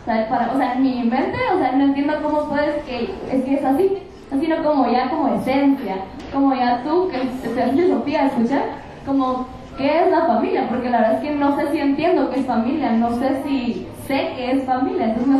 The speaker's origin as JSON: {"language": "Spanish", "country": "Guatemala", "said": "sepamos que como guatemaltecos, como seres humanos, estamos juntos en esto"}